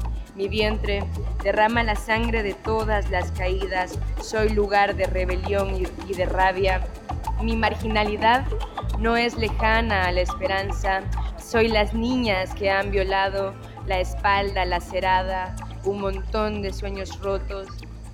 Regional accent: Honduras; de Honduras y soy parte del Festival Internacional de Poesía de La Habana

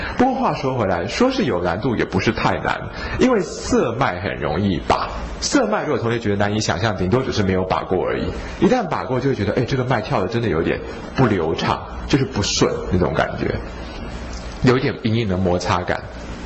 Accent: Taiwan; 我觉得我们台湾人很会生气又很不会发脾气

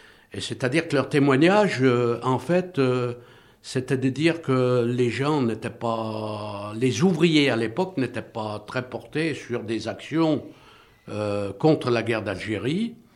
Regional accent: Saint-Étienne, Auvergne-Rhône-Alpes, France; j'avais écrit préalablement un livre sur mon enfance à Saint-Étienne

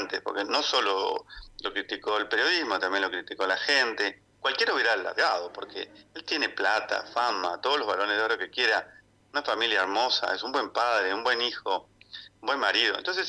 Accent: Argentina; soy el primer argentino en querer comunicar y mandar un buen mensaje a todos

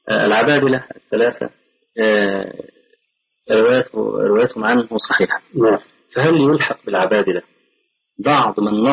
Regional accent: Egypt; فأخذها بعض أهل بعض الناس عندنا في مصر

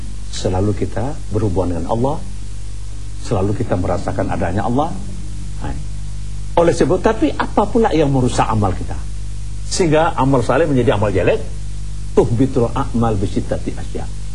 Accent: West Sumatra, Indonesia; Saya ini kan orang Minangkabau. Orang Indonesia.

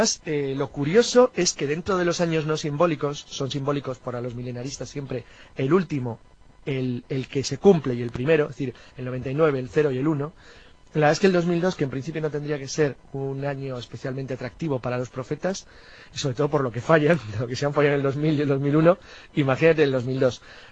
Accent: Cantabria, Spain; Pero vamos, básicamente soy cántabro.

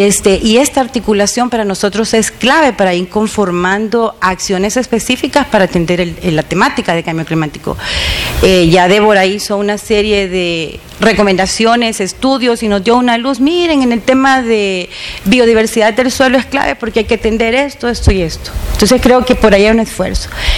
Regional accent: El Salvador; Pero la verdad es de que también soy salvadoreña

